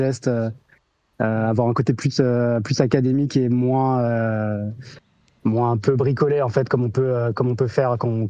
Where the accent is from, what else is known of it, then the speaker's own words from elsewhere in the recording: Strasbourg, Grand Est, France; moi je suis de Strasbourg, donc on est quand même alsaciens tous les deux, quoi.